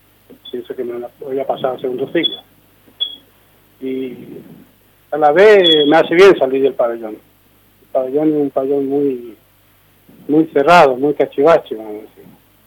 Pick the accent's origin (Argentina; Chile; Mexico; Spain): Argentina; Misiones; le digo yo, porque yo soy de Misiones, voy a Brasil. voy porque yo soy camionero.